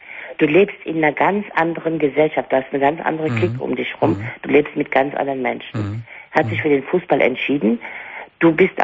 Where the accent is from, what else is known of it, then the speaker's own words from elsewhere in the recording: Bonn, North Rhine-Westphalia, Germany; ich bin aus Bonn und wir waren lange Bundeshauptstadt. Und du weißt, der Rheinländer, der jammert nicht lange, der packt an.